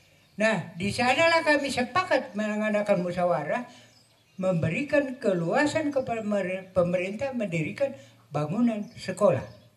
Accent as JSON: {"language": "Indonesian", "region": "South Sulawesi", "country": "Indonesia", "said": "Tidak usah kita resah bahwa kita orang Toraja ini lahir dan berkembang di pegunungan."}